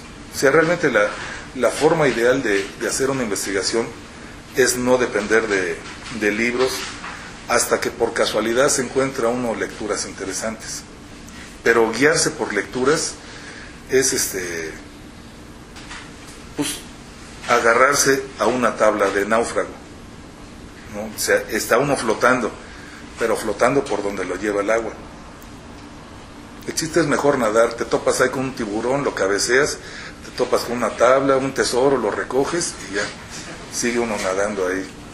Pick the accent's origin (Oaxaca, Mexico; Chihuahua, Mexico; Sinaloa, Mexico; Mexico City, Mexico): Mexico City, Mexico; Porque los chilangos no somos lo más solidarios del mundo